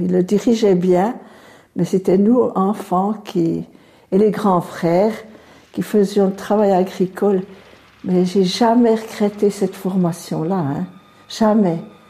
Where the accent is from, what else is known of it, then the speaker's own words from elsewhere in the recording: Lajoux, Jura, Switzerland; que je suis née à l'Ajou, que je suis originaire de l'Ajou, très attachée aux Franches-Montagnes